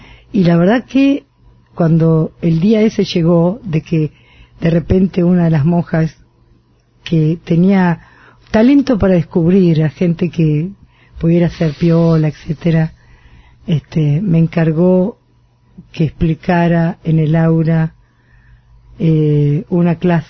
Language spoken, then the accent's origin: Spanish; Buenos Aires, Argentina; Nací en Buedo y viví en Parque Chacabuco la adolescencia, por razones familiares.